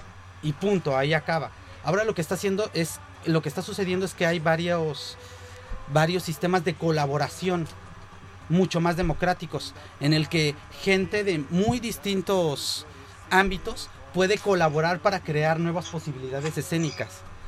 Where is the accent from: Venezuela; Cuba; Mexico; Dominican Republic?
Mexico; now in Spain; como mexicano que hace arte en España